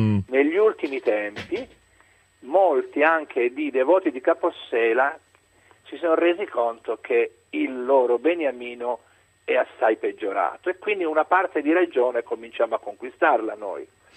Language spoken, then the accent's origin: Italian; Palermo, Sicily, Italy; io da palermitano, dopo 8 ore trascorse nella città dove sono nato